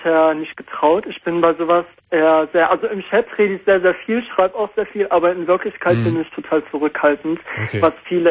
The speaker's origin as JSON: {"language": "German", "country": "Iran", "said": "Also ich bin auch aus dem Iran."}